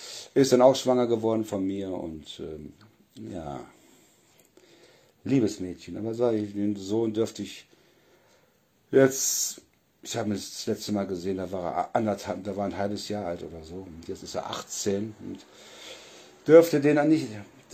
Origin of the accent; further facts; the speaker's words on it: Solingen, North Rhine-Westphalia, Germany; ich komme ja aus Nordrhein-Westfalen, aus Solingen. Und früher, wo ich noch in Solingen war